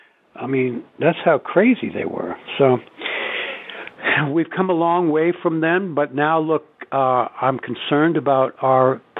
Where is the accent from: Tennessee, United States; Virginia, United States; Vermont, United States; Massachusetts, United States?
Massachusetts, United States; Wellesley; where I grew up in Wellesley, Massachusetts, which is a bastion of WASPdom.